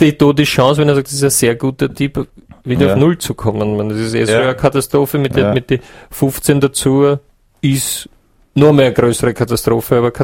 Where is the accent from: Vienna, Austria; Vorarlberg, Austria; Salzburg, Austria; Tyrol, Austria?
Vorarlberg, Austria; ich komme aus Vorarlberg, wir haben da noch einen recht einfachen Zugang zu Geld